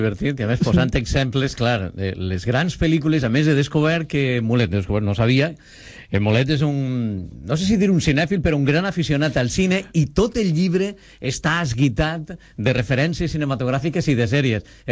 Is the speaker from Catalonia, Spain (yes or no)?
no; Valencian Community, Spain; Segur és morir-se, la manera de parlar que tenim en València.